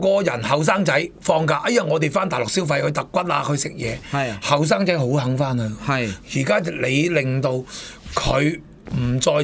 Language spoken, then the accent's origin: Cantonese; Kaiping, Guangdong, China; 即係我自己係四會，唔係我自己就開平仔啦。